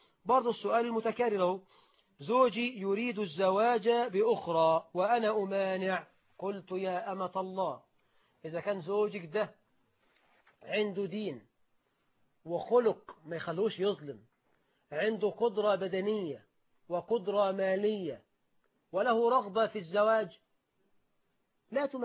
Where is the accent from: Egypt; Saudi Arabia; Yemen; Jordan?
Egypt; عندنا في مصر 9 مليون عانس